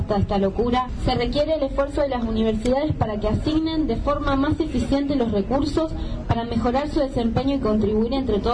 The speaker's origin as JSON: {"language": "Spanish", "town": "Ingeniero Jacobacci", "region": "Río Negro", "country": "Argentina", "said": "una región, que es la de la línea sur, de la que yo vengo. Yo soy de Ingeniero Jacobacci, y es una zona donde no hay universidades"}